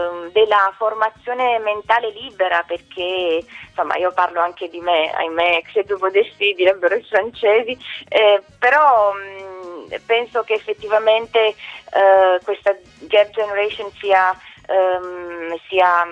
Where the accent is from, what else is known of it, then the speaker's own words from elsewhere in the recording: Bucharest, Romania; now in Italy; sono rumena, sono nata a Bucarest, il mio percorso di vita mi ha portato in Italia